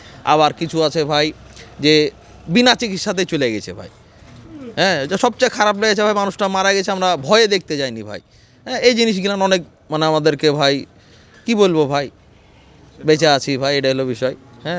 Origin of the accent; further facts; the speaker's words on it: Rajshahi, Rajshahi Division, Bangladesh; যেহেতু আমরা রাজশাহীর লোকের তো একটু বুঝে নিত